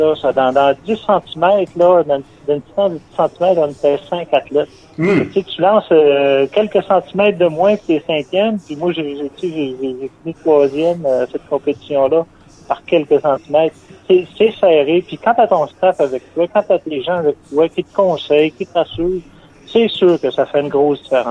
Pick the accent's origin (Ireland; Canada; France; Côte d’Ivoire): Canada; L'Ascension, Quebec; je me suis toujours fait un point d'honneur à dire que je venais d'Ascension